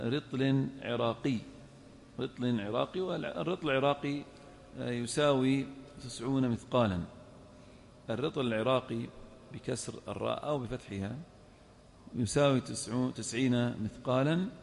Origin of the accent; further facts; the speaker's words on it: Al-Ahsa, Eastern Province, Saudi Arabia; نفترض لقاط يمشي بين النخيل مثلا عندنا في الأحساء